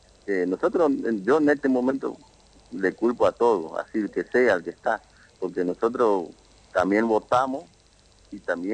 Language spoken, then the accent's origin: Spanish; Colonia Aborigen, Chaco, Argentina; now in Quitilipi, Argentina; nosotros venimos de una localidad del campo, en Colonia Aborigen, en el lote 39